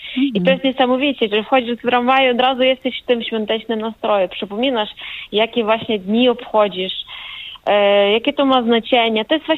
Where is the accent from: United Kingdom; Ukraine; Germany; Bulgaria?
Ukraine; Polish is a second language; now in Wrocław, Poland; bo ja obecnie jestem we Wrocławiu, z Ukrainy.